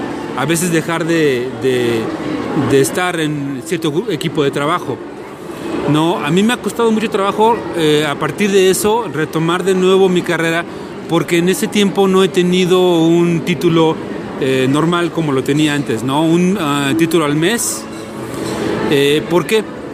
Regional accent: Mexico; Yo soy mexicano, estoy en México, no los veo muy frecuentemente.

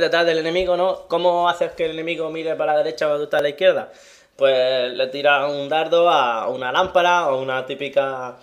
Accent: Cartagena, Region of Murcia, Spain; No, pero yo soy de Cartagena.

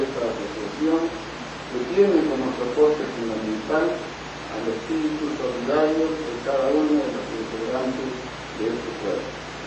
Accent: Peru; Porque si soy peruano, señoras, señores

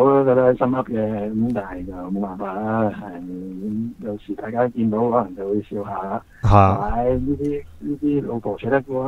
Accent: Hong Kong; 系，即系其实我哋香港人对呢一个嘅道德界线一早已经系即系有啲绝望噶啦

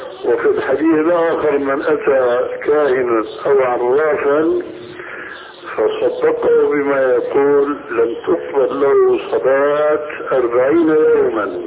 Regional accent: Syria

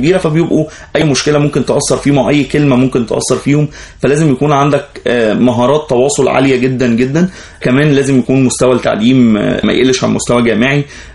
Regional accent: Egypt; ممكن احنا يعني كمصريين ما عشناش المأساة او التجربه اللي هم مروا بيها

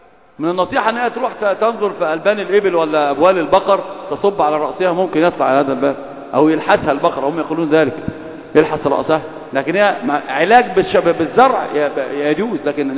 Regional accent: Upper Egypt, Egypt; هتعامل معك كصعيدي مع الصعيدة

